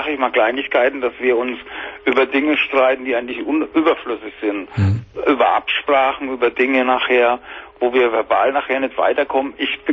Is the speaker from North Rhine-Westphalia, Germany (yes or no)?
no; Bavaria, Germany; ich komme aus Bayern.